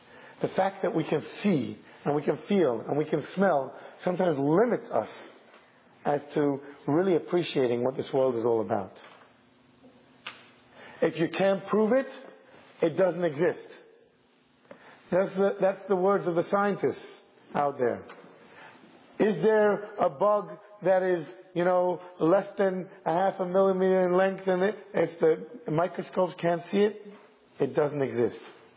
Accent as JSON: {"language": "English", "country": "United Kingdom", "said": "I'm clearly a Brit"}